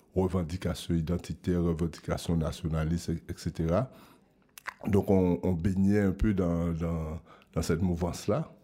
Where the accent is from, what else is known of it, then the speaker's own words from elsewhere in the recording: Guadeloupe; Et je viens de la Guadeloupe.